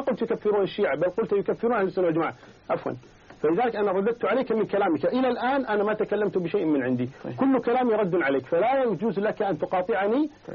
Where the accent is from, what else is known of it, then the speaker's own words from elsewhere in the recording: Kuwait; أنا من أهل الكويت أنا أعلم منك بذلك